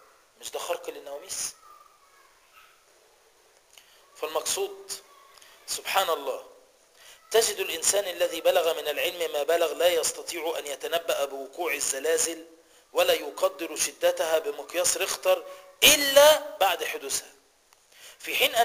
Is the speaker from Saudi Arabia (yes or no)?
no; Egypt; خلينا نتكلم على اللي عندنا في مصر